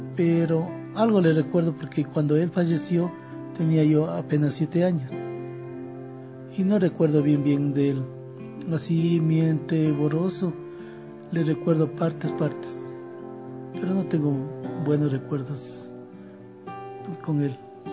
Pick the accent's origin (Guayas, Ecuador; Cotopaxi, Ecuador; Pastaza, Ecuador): Cotopaxi, Ecuador; Tanicuichín; born there; Y soy nacido en Tanicuichín, provincia de Cotopaxi.